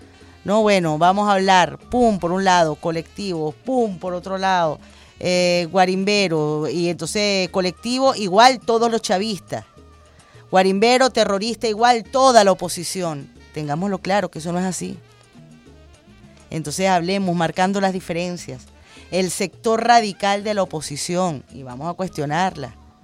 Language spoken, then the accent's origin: Spanish; Venezuela; Todos somos venezolanos, todos tenemos lo mismo